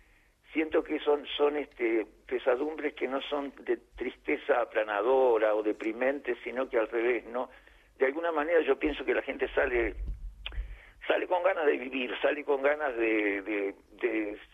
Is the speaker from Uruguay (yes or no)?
yes; Uruguay; En el Solís de Montevideo, yo soy uruguayo.